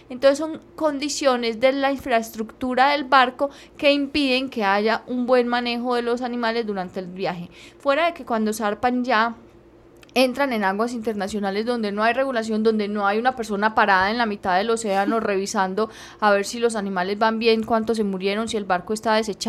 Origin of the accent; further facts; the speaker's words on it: Colombia; como colombianos tenemos que empezar a exigir que no se repita